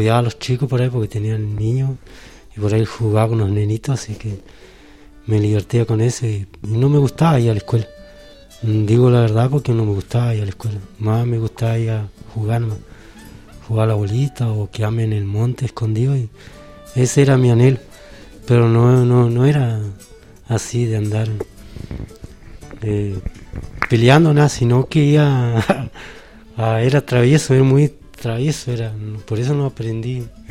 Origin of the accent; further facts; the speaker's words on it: Rinconada, Argentina; me crié acá en la Rinconada. Nací acá y me crié acá con todos mis hermanos, ¿no?